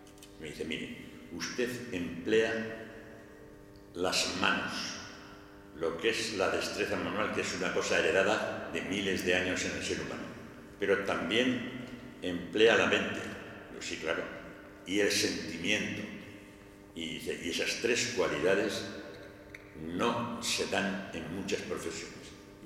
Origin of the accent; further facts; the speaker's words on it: Aragon, Spain; Pues como es natural, yo sigo siendo aragonés